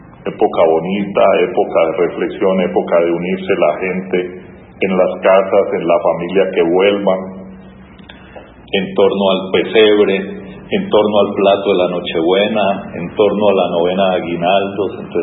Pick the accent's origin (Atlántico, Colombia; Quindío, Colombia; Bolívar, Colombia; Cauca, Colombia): Cauca, Colombia; Popayán; Nosotros, el que nos criamos en Santa Inés, todas las noches se hacía en una cuadra la novena y cada uno trataba de superar al otro.